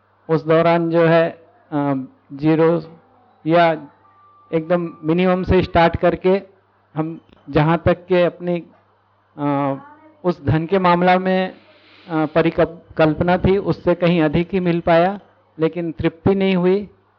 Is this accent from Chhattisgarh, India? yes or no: yes; Chhattisgarh, India; moved away as an adult; यहाँ हम जो है छत्तीसगढ़ से आए, विद्या से साथ साथ ही जुड़े थे श्रीमती जी और मैं, और यहाँ पर जून 2017 में आए हैं।